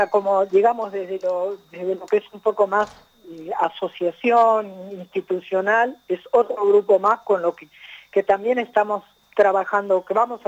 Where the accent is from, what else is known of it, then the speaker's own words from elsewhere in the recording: Los Hornillos, Córdoba, Argentina; desde Villa de las Rosas, nos hemos ido corriendo para acá, para Los Hornillos, yo soy de Los Hornillos